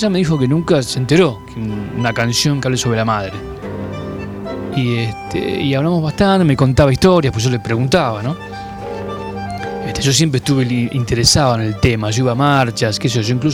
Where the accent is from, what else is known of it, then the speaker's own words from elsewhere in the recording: Buenos Aires, Argentina; yo soy de Villa Crespo, un barrio donde hay muchos judíos.